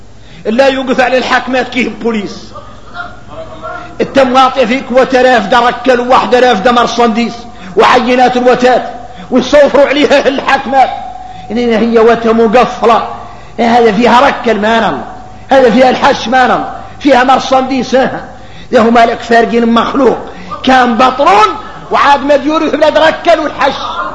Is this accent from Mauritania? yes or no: yes; Mauritania; هذا النهي نقول لكم احنا كاملين موريتاني